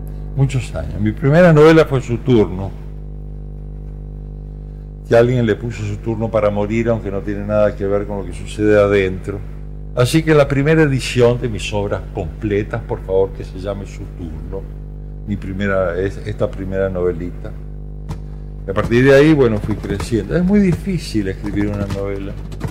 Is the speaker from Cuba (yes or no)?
no; Camilo Aldao, Córdoba, Argentina; also born or lived in Rosario; Nací en Rosario, pero no me crié ahí. Uno es del lugar donde se crió. Yo me crié ahí en Camilo Aldao, provincia de Córdoba.